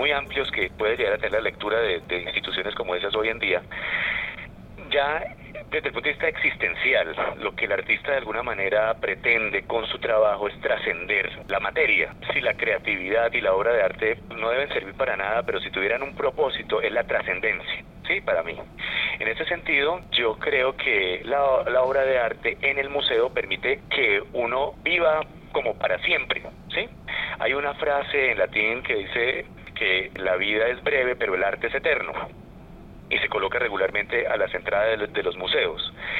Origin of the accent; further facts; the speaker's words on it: Colombia; como colombiano, he tratado también de hacer ese puente, ese vínculo.